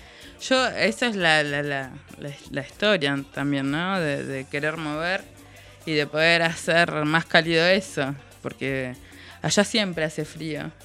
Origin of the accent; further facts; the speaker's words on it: Zapala, Neuquén, Argentina; Yo soy de Zapala, Neuquén.